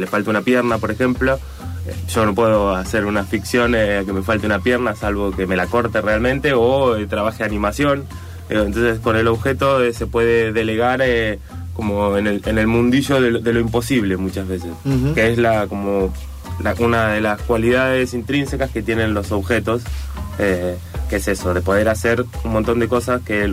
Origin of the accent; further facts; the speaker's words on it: Neuquén, Argentina; yo soy de Neuquén, entonces en Neuquén tenemos mendigos, pero son dos o tres, son los locos del pueblo